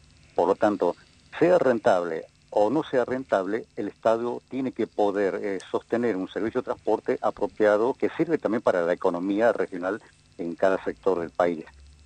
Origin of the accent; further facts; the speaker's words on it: Punta Alta, Buenos Aires Province, Argentina; also born or lived in Rosario; now in Bahía Blanca, Argentina; yo soy rosarino, uh-huh. Pero me crié en Punta Alta, porque sí. A mi papá lo trasladaron por el ferrocarril a Punta Alta. Y después ya hace más de 30 años que estoy viviendo en Bahía Blanca